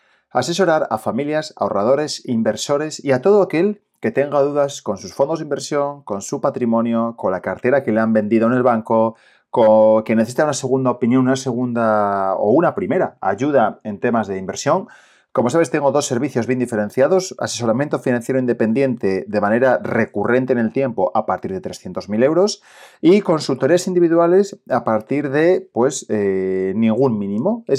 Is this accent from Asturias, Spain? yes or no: yes; Asturias, Spain; que soy el asturiano y te cuento todo esto de forma sencilla y fácil.